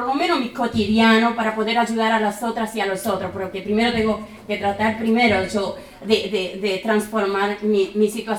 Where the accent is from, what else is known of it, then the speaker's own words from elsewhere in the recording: Chaco, Argentina; Yo, por ejemplo, soy chaqueña. Con mucho orgullo. Es una ciudad a la cual yo le llamo todavía pueblo, porque esas ciudades del interior todavía se vive, se piensa como pueblo